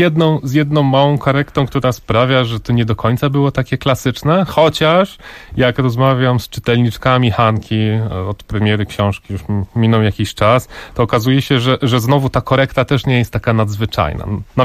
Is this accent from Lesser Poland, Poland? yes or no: no; Żory, Silesian Voivodeship, Poland; born there; ja się urodziłem w Żorach, w budynku nieistniejącego już dzisiaj szpitala miejskiego w Żorach. Żory to jest takie górnośląskie miasteczko. Często ludzie pytają, gdzie to jest dokładnie. Jest dokładnie między Rybnikiem a Pszczyną, między Katowicami a Wisłą.